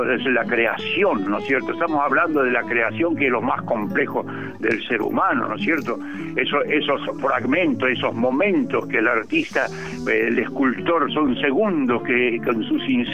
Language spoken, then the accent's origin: Spanish; Chaco, Argentina; yo pude salir desde los montes del Chaco, ¿no? Mi canto vengo de los montes del Chaco, mi canto es la semilla.